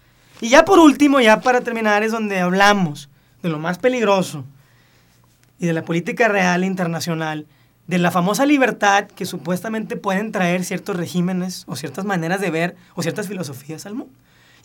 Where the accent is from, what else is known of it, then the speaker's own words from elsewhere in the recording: Mexico; el día que nazco y me dan un pasaporte, pues ya soy mexicano.